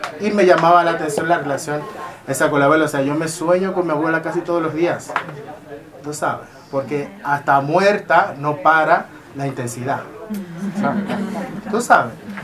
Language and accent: Spanish; Dominican Republic; born there; ahí inició, donde yo nací, donde nacemos las dominicanas